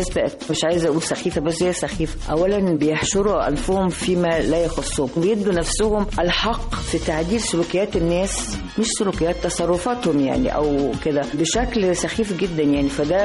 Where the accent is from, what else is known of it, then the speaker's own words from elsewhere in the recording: Alexandria, Alexandria Governorate, Egypt; أختار مكان ساحلي، لأن أنا من أبناء اسكندرية وأحب قوي منظر البحر وامتداده